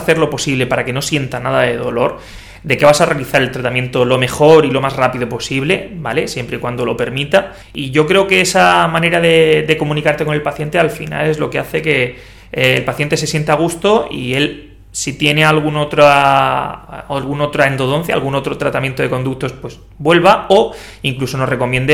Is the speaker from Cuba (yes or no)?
no; Cartagena, Region of Murcia, Spain; now in Murcia, Spain; yo soy de Cartagena